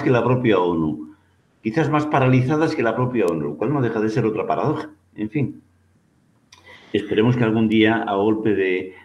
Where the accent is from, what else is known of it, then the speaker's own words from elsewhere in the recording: Galicia, Spain; una cuestión que, como gallego, no puedo dejar de pensar.